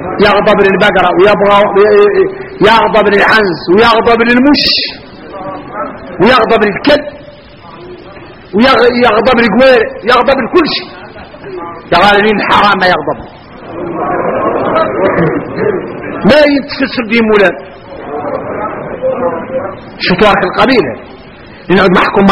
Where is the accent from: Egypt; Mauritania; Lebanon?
Mauritania; احنا اولاد موريتانيا احنا نعرف الواضح